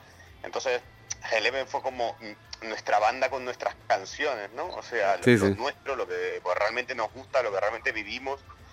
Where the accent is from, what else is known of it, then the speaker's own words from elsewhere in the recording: Argentina; porque soy argentino.